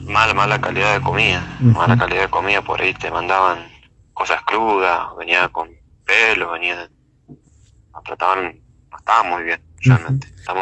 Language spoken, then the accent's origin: Spanish; La Dormida, Mendoza, Argentina; nosotros somos de Mendoza, Santa Rosa, La Dormida.